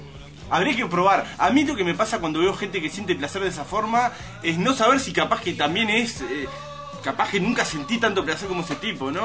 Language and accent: Spanish; Uruguay; Somos uruguayos, ¿no? De arranque.